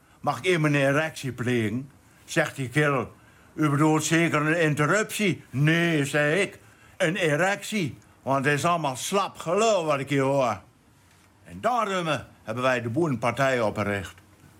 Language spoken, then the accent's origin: Dutch; Hollandscheveld, Drenthe, Netherlands; born there; Hier in mijn geboortedorp.